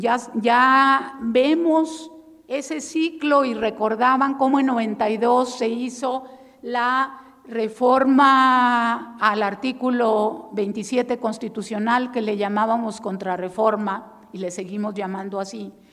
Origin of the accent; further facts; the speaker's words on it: Chihuahua, Mexico; No hay que dejar solos a los rarámuris, los de mi tierra.